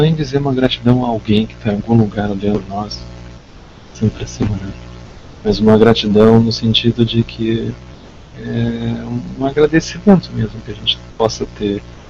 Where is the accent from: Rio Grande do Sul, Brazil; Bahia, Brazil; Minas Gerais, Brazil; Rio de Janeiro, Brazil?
Rio Grande do Sul, Brazil; No sul, lá no Rio Grande do Sul, né, na minha terra